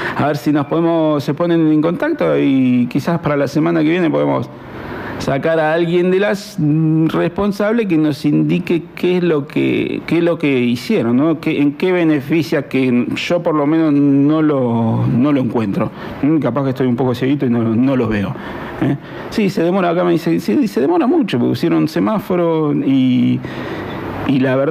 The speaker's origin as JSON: {"language": "Spanish", "town": "Centenario", "region": "Neuquén", "country": "Argentina", "said": "yo vengo de Centenario, bueno, algunos saben. Es más, estamos cerquita del autódromo"}